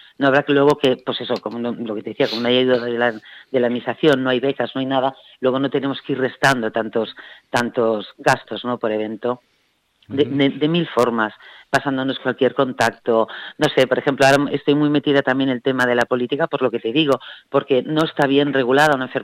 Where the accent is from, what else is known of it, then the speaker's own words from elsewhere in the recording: Terrassa, Catalonia, Spain; nosotros somos de Tarrasa, provincia de Barcelona